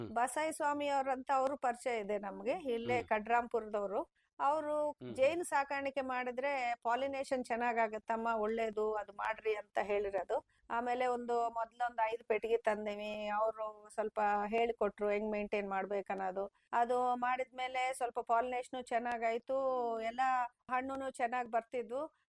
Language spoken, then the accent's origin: Kannada; Andhra Pradesh, India; moved away as an adult; now in Hosapete, India; ನಮ್ಮ ತಾತರ ಕಾಲದಿಂದ 100 ಇರೋರೆ ನಾವು. ನಾವು ಮೂಲತಃ ಆಂಧ್ರಲಿದ್ದ ಬಂದಿರೋಳು. ನಾನು ಮದ್ವೆ ಆಗಿ ಹೊಸಪೇಟೆಗೆ ಬಂದಿರೋದು 1993 ಮದ್ವೆ ಆಗಿರೋದು.